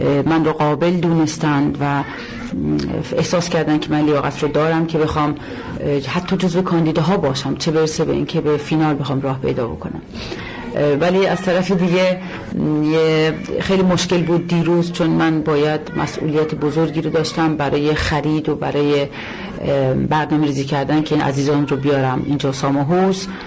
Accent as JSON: {"language": "Persian", "country": "Iran", "moved": "yes", "lives_now": "Aarhus, Denmark", "said": "به عنوان یک خارجی، به عنوان یک ایرانی باعث افتخار هست"}